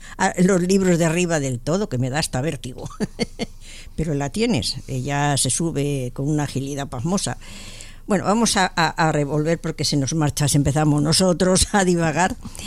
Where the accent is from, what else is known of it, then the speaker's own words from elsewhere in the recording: Barcelona, Catalonia, Spain; now in Madrid, Spain; yo no he nacido aquí en Madrid, vine de Barcelona.